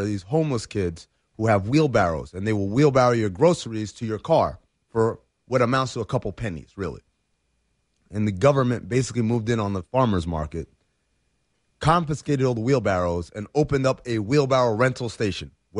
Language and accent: English; Sudan; So I'm from Sudan, as many of you maybe know